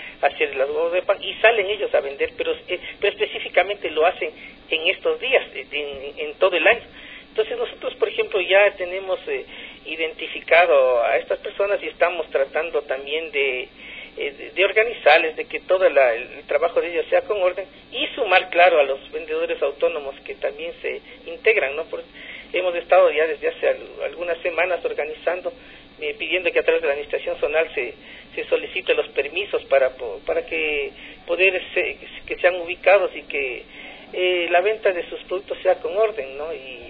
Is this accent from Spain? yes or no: no; Quito, Pichincha, Ecuador; yo creo que los quiteños y todos debemos tener esa predisposición de rescatar la identidad como quiteños, y la identidad nuestra está en la historia.